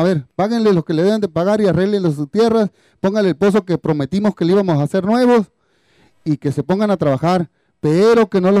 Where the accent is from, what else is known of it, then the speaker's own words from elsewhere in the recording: Rancho San Pedro, Sonora, Mexico; vengo del Rancho San Pedro.